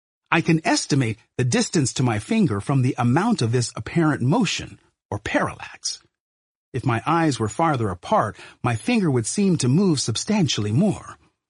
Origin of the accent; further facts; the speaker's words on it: Brooklyn, New York, United States; humans answered the question that had so excited me as a boy growing up in Brooklyn.